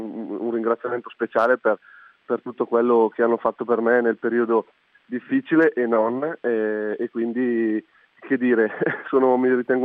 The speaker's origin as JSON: {"language": "Italian", "town": "Trescore Balneario", "region": "Lombardy", "country": "Italy", "tie": "born there", "said": "la mia famiglia è ancora ben radicata nel paese dove sono nato, quindi a Trescore Balneario. Siamo una famiglia molto, molto numerosa, siamo 5 figli"}